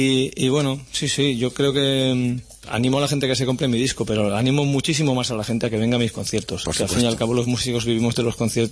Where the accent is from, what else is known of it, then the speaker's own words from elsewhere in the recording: Barcelona, Catalonia, Spain; y que soy de Barcelona. Es más, que soy de Horta